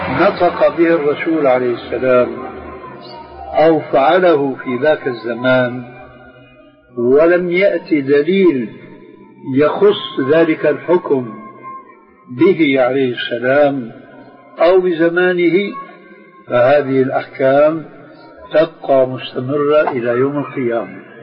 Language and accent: Arabic; Syria; في بنطلون عندنا في الشام مضى عليه زمن يسموه شرلستون